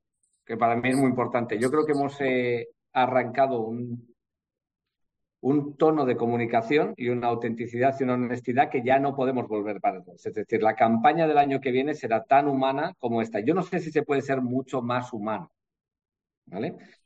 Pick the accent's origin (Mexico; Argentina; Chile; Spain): Spain; Bilbao, Basque Country; y en Bilbao, que es el centro del mundo, soy de Bilbao, por eso lo digo